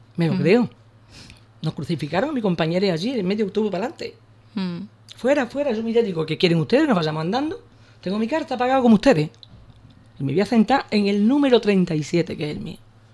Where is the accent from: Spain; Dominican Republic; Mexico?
Spain; Ubrique, Andalusia; Nada más, siempre agradecida a mi pueblo, de verdad.